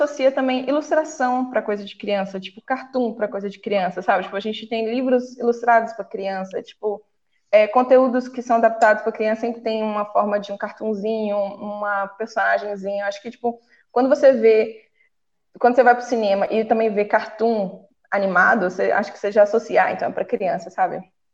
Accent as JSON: {"language": "Portuguese", "region": "Minas Gerais", "country": "Brazil", "lives_now": "São Paulo, Brazil", "said": "Eu sou mineirinha também."}